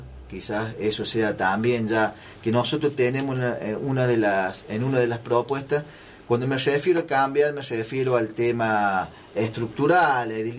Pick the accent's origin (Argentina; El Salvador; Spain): Argentina; Villa de las Rosas, Córdoba; Yo soy nativo de Villa de las Rosas y vengo trabajando en la MUNI hace bastante tiempo.